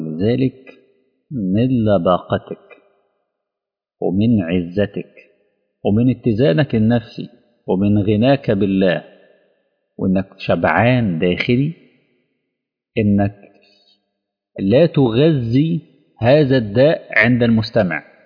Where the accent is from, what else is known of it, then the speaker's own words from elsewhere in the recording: Egypt; يعني عندنا في مصر بنسميه جلابية